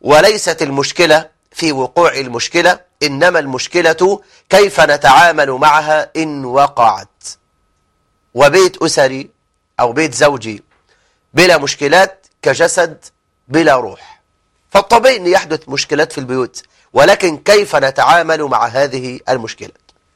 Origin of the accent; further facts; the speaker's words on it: Egypt; احنا عندنا في مصر يا شباب